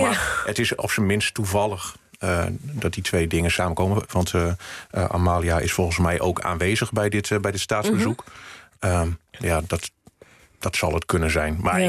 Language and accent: Dutch; northern Netherlands, Netherlands; Nou ja, goed, ik kom uit Noord-Nederland.